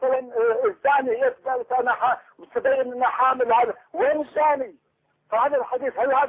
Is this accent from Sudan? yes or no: no; Kuwait; صعب نازل على اي اكل عندنا بالكويت